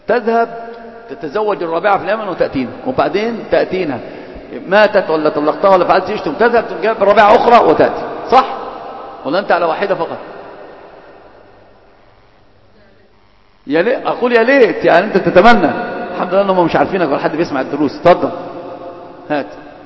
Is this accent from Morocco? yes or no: no; Alexandria, Alexandria Governorate, Egypt; يا ابن المصر يا حبيبي فهلاوي يعني، فاهم؟ انا اسكندراني يعني